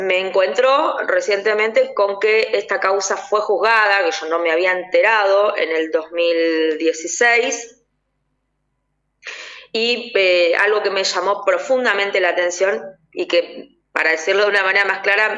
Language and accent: Spanish; Remedios de Escalada, Buenos Aires Province, Argentina; yo soy de Remedios de Escalada, de Lanús